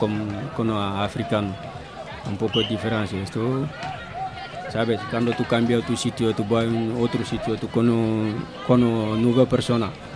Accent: Mali; now in Zaragoza, Spain; soy de Mali.

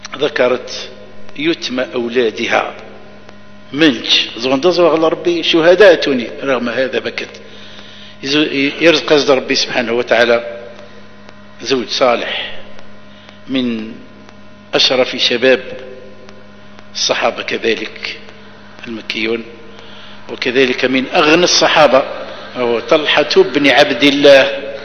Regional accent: Algeria; وهو بقايا السحر عندنا في الجزائر

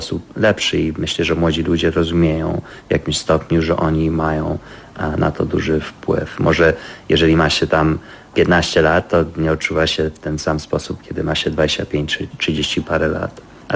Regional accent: California, United States; now in Poland; Pochodzę z Kalifornii, ale rodzice są Polakami i od wielu lat interesuję się historią. Byłem wychowany jako Polak i zawsze ciągnęło mnie do kraju.

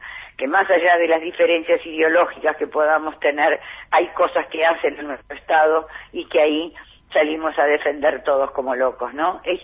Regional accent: Argentina; Y eso me duele profundamente, profundamente como argentina.

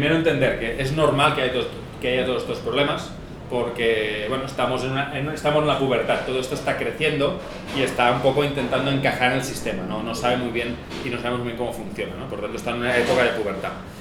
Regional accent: Catalonia, Spain; en el caso de España, pues ya digo, Cataluña, que es de donde yo vengo

